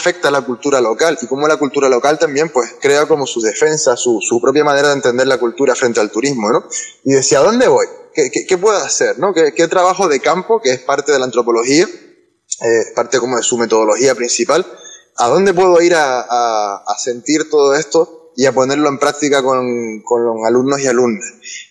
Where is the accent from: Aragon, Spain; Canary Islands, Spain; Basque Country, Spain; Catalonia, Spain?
Canary Islands, Spain; El Tanque; born there; also born or lived in Los Realejos; Yo nací en El Tanque y toda mi vida ha sido, pues, me he movido por el norte, he vivido mucho tiempo en Los Realejos